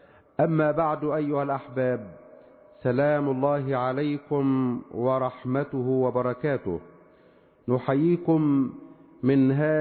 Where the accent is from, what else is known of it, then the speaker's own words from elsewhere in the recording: Egypt; اللهم اجعل بلدنا مصر واحة للأمن والأمان والسلم والسلام